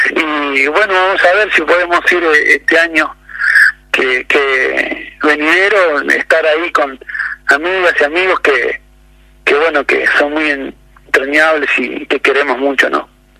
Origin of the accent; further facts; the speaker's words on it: Buenos Aires Province, Argentina; somos de provincia de Buenos Aires